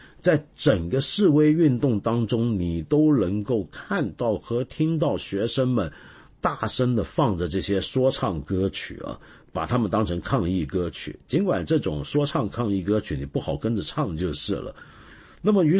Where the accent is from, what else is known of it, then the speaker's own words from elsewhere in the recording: China; 所以我们中国人如果肯吃力、花力气去游的话，我们是能够出现我们这么好的成绩的